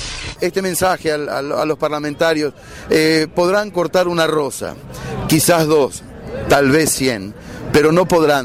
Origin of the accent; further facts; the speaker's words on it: Paraguay; realmente creo que hoy como paraguayo debo decir que es una vergüenza